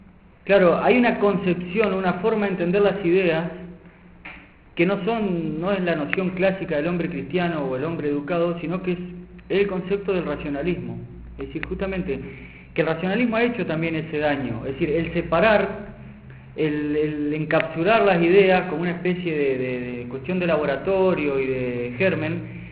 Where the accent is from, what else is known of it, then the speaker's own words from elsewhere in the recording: Paraná, Entre Ríos, Argentina; moved away as an adult; also born or lived in Buenos Aires; yo soy de Paraná y cuando fui a estudiar a Buenos Aires